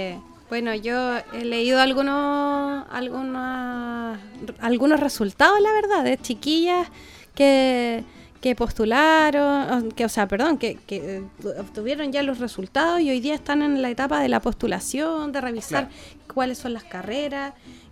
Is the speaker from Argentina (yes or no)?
no; Chile; nosotros como chilenos generalmente tomamos las cosas de todos lados